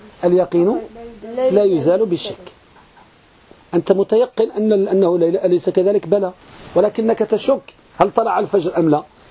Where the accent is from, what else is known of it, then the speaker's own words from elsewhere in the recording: Morocco; ولا سيما أخص بلادنا المغرب